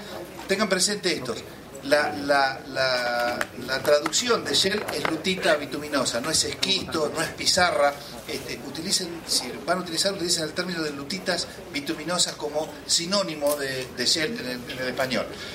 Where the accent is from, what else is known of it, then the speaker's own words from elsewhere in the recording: Argentina; Yo soy de Argentina